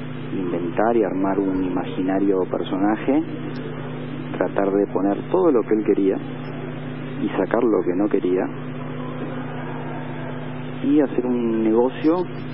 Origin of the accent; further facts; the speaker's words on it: Argentina; soy el único argentino detenido con un acuerdo firmado y homologado como arrepentido, y soy el único argentino detenido.